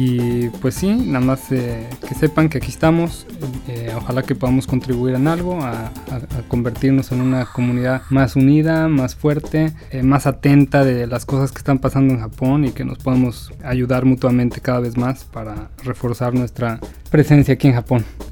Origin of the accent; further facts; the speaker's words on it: Mexico; now in Japan; Yo creo que somos pocos mexicanos aquí, así que nos tenemos que ayudar mucho